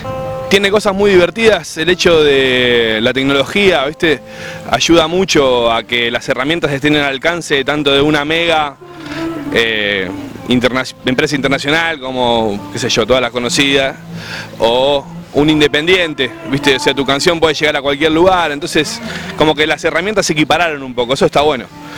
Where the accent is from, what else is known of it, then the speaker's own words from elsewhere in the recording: Lomas de Zamora, Buenos Aires Province, Argentina; en la plaza del municipio de acá de Cañuelas, está re bueno, porque la verdad que yo vengo de Lomas